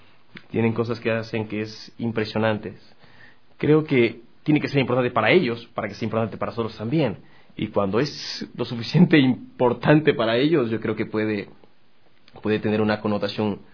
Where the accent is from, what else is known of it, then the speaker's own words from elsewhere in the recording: Galápagos, Ecuador; now in Quito, Ecuador; me salí de Galápagos, me fui a estudiar a México, regresé a Ecuador, pasé por Cuenca, aprendí a cantar y vine a Quito.